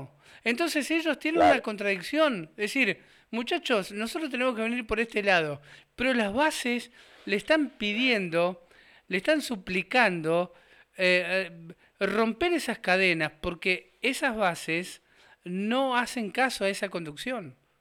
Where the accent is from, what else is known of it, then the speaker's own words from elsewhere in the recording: Ingeniero Budge, Buenos Aires, Argentina; soy del conurbano, de Ingeniero Budge